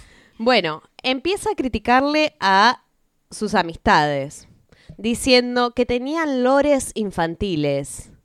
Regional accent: Buenos Aires, Argentina; quienes somos de Capital

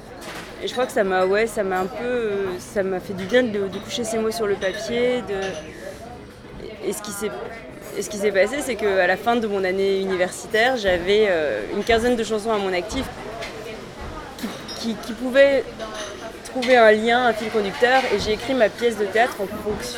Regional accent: Grand Est, France; born there; now in Paris, France; Je suis née en Alsace.

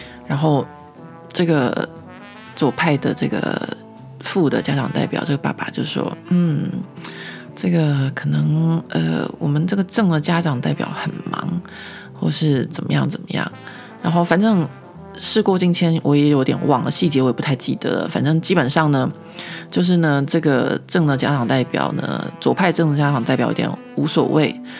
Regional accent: Taiwan; 因为我觉得这有可能是我们台湾人的性格，就是我们台湾的民主制度下面

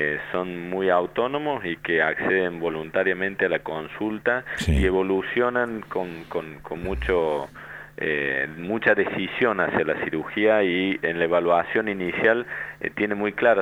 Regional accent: Argentina; esperamos que como ciudadanos argentinos, como población y demás

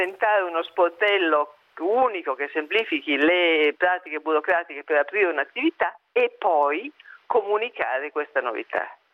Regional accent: Milan, Lombardy, Italy; Ma da milanese che viaggia molto

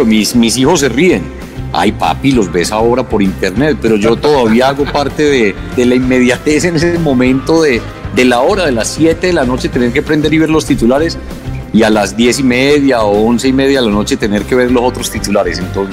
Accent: Caldas, Colombia; accent: paisa; de pronto mi acento no está tan neutro todavía, que es algo que a mucha gente no le gusta, digamos, se siente muy paisa en algunos momentos.

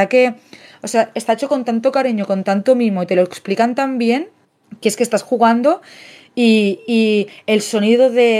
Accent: Catalonia, Spain; born there; Yo, por ejemplo, he nacido en Cataluña y no me siento una persona catalana, wow, barretina, wow, castellers, porque mi familia es de Murcia

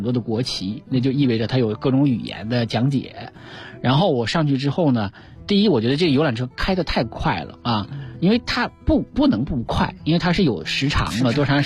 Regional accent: China; 你如果找我一个中国人我会把它顺一顺

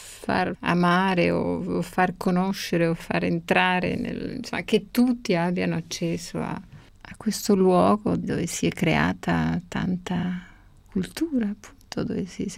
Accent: Spain; Italian is a second language; perché comunque, appunto, essendo spagnola è tutto un po' diverso

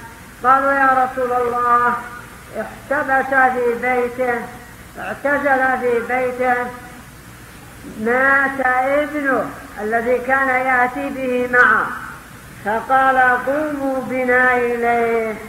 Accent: Yemen; وربما يشترون من الضعف عندنا في اليمن يكلفهم قدر مليون

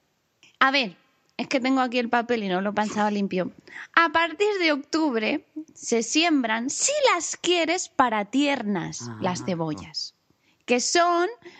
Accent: Catalonia, Spain; Sí, pero a los catalanes no nos gana nadie de cabezones también

